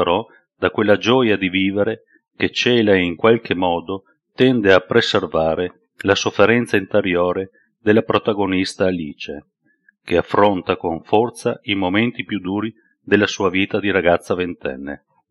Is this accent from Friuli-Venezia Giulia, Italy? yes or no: yes; Trieste, Friuli-Venezia Giulia, Italy; born there; Sono nato a Trieste nel 1959, dove vivo tuttora.